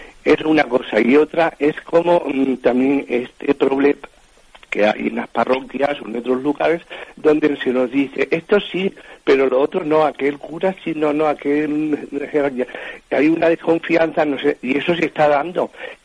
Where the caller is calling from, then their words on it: Madrid, Community of Madrid, Spain; aquí de Madrid.